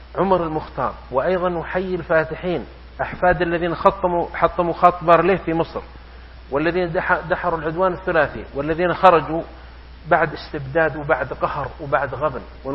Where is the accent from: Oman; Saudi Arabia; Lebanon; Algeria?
Saudi Arabia; south; أنا جئت من الجنوب